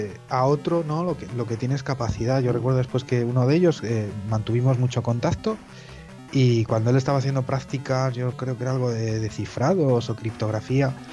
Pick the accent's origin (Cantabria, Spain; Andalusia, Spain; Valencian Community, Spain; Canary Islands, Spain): Cantabria, Spain; Yo soy de Cantabria, de un pueblecito